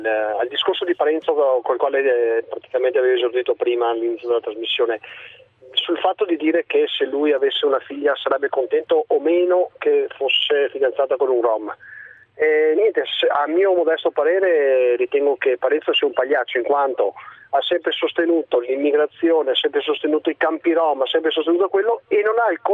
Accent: Veneto, Italy; personalmente però da Veneto mi dà fastidio che un Veneto la pensi in questo modo

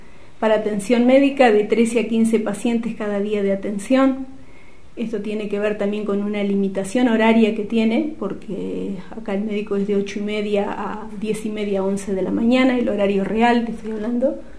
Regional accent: Guardia Mitre, Río Negro, Argentina; moved away as an adult; estuve 9 años en mi pueblo, que es Guardia Mitre, y después me vine para acá. Y bueno, ¿qué pasó? Yo me vine por cuestiones familiares

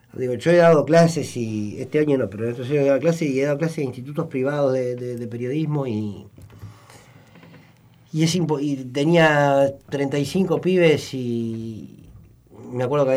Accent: Argentina; el problema que nosotros tenemos como argentinos es profundamente cultural.

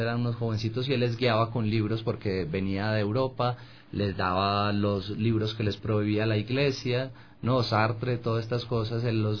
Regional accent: Colombia; moved away; also born or lived in Spain; Porque salí de Colombia, y al salir de Colombia como que me fui a España y empecé a mirar a mi país desde afuera

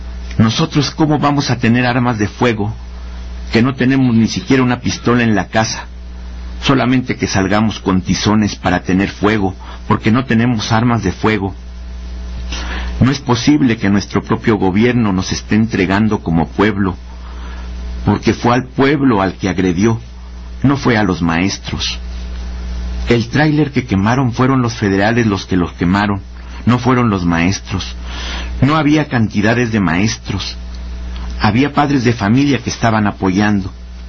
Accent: Mexico; Somos mexicanos. Hemos de ser tratados como tales.

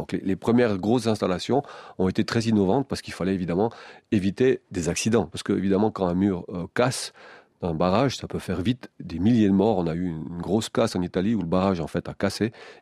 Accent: Valais, Switzerland; C'était le cas chez nous, en Valais.

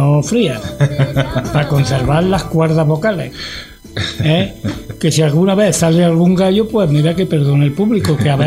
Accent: Villanueva de Tapia, Andalusia, Spain; de Villamar de Tapia, nacido y criado en Villamar de Tapia

